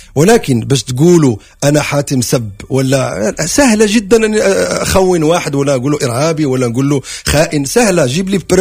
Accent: Morocco; احنا جايين من المغرب 10 اشخاص عاوزين نشتغل مع، يعني عاوزين نفرح شعب حبنا، فهل يعقل اني اجي من المغرب واخلي الصيف كله

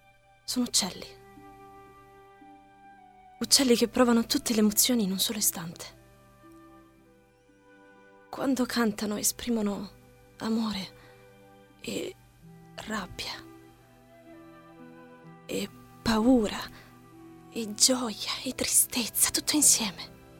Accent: Bari, Apulia, Italy; ho 23 anni, e sono di Bari.

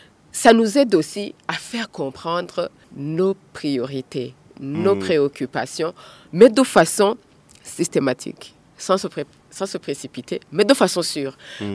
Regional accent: Burundi; Nous devons garder notre authenticité en tant que burundaise.

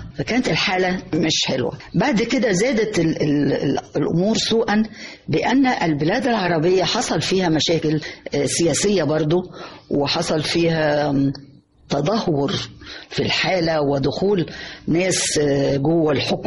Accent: Egypt; إنه إحنا كمصريين طبعا كنا أساس الفن العربي

